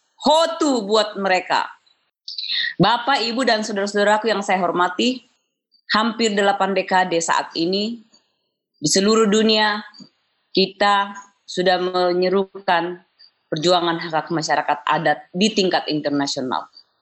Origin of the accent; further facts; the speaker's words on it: South Sulawesi, Indonesia; now in Bogor, Indonesia; Khusus untuk kampung halaman saya, Sangtorayan, Manasu Moraka.